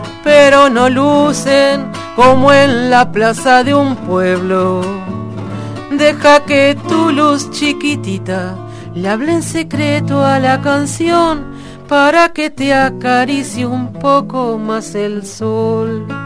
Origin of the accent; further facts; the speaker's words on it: Carmen, Durazno, Uruguay; now in Durazno, Uruguay; yo me sentí también muy presionada en el Liceo Rubino cuando me vine del Carmen.